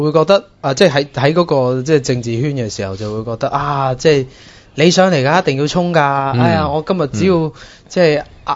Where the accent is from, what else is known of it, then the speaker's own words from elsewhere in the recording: Hong Kong; 嚴重影響咗我唔知應唔應該同人講我係香港人